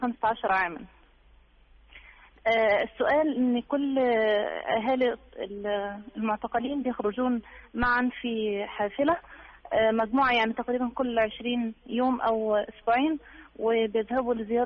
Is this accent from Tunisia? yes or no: no; Egypt; نحن من مصر، عندنا إخوة معتقلين